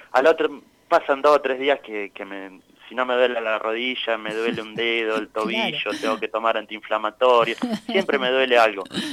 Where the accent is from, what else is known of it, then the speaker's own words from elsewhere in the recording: Miguel Cané, La Pampa, Argentina; also born or lived in General Pico; Yo nací, soy de Miguel Cané, nací en realidad nací en el hospital de General Pico, pero es una cuestión, digamos, coyuntural